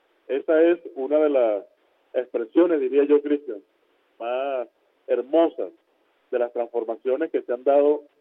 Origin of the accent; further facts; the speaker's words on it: Venezuela; yo como ministro, como representante, como integrante de este gobierno y como venezolano